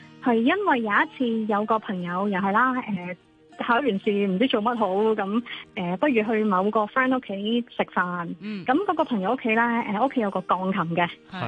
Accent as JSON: {"language": "Cantonese", "country": "Hong Kong", "tie": "born or raised there", "moved": "as an adult", "lives_now": "Melbourne, Australia", "said": "咁我喺香港出世，香港大嘅。"}